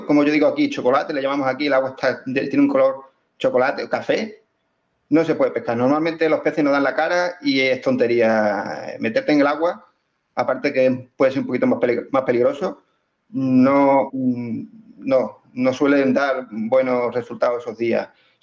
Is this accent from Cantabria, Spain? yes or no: no; Extremadura, Spain; de embalses grandes que tenemos aquí en Extremadura, para echarlas aquí a la charca de mi pueblo o al embalse de mi pueblo.